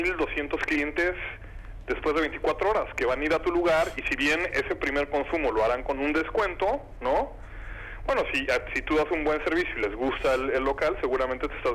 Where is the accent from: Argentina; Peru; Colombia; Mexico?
Mexico; y yo, que ayudo con toda la región, y soy mexicano.